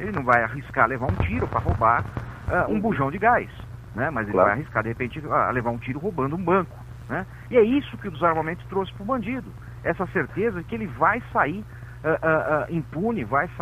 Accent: São Paulo, Brazil; Sou de São Paulo.

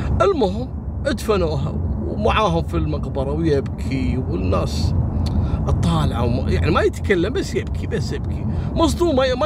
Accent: Kuwait; وصارت عندنا في الكويت.

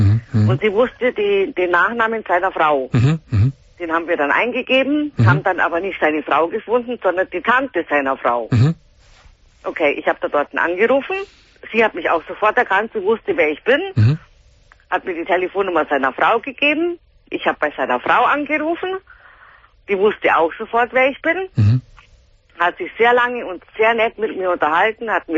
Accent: Gersthofen, Bavaria, Germany; now in Munich, Germany; Und er wohnt in Gersthofen, da wo ich aufgewachsen bin.

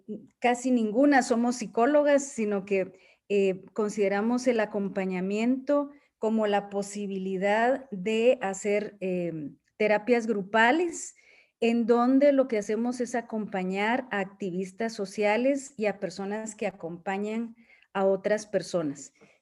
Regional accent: Guatemala; Soy de Guatemala. Soy feminista, terapeuta y antropóloga.

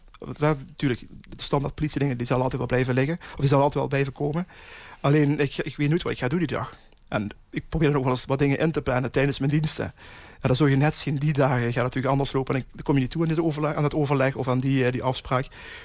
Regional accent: Netherlands; Ja, wij als Nederlanders zijn wel gewend om direct te zeggen van goh, ik vind iets

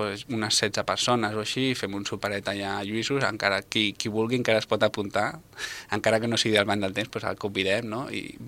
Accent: Barcelona, Catalonia, Spain; Jo sóc veí de Gràcia.

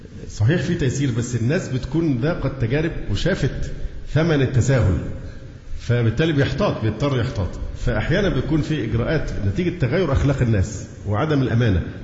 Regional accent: Egypt; والعنوسة عندنا في مصر أصبحت رقم مذهل مذهل

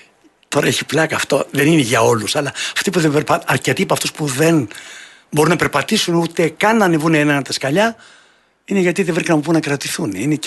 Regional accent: Epirus, Greece; Τότε το χωριό μου και τα Τζουμέρκα έχουν άλλη εικόνα.

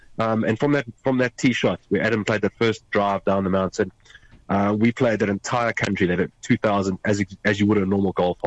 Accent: South Africa; because I'm South African, he's Irish, we know each other from Hong Kong, but we reconnected in Nairobi, Kenya.

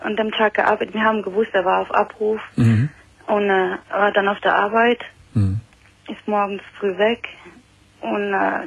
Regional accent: Italy; now in Germany; Nee, ich bin Italienerin.

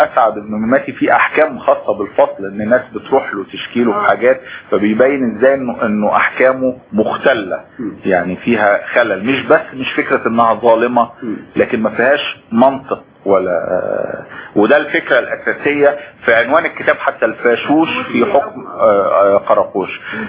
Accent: Egypt; استمر موجود في وجداننا كمصريين عبر التاريخ الطويل

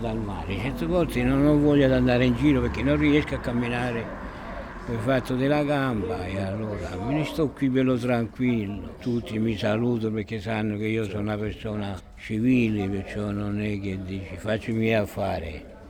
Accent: Trapani, Sicily, Italy; moved away as an adult; also born or lived in Germany; sono siciliano, nativo a Trapani, coniugato in provincia di Messina e dopo separato, e dopo sono andato un po' per il mondo. Ho cominciato ad andare in Germania a lavorare

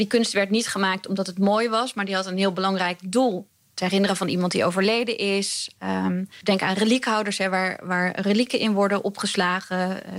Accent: Utrecht, Netherlands; Dat en lekker in de buurt, want ik kom uit Utrecht.

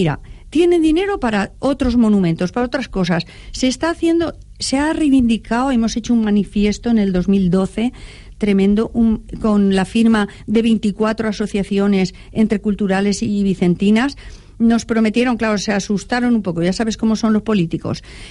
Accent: Valencia, Valencian Community, Spain; Pero es que no me atrevís porque no soy. Soy de Valencia.

